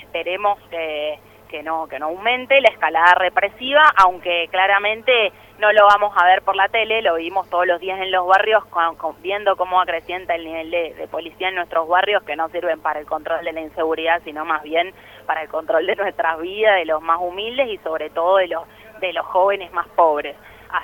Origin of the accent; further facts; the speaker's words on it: Argentina; nosotros como pueblo argentino ya vivimos